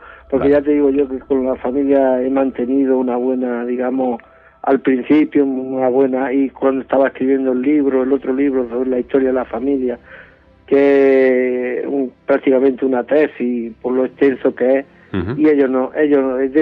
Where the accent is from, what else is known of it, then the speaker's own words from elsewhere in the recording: Sierra de Yeguas, Andalusia, Spain; No, yo soy malagueño, soy natural de Sierra Yegua.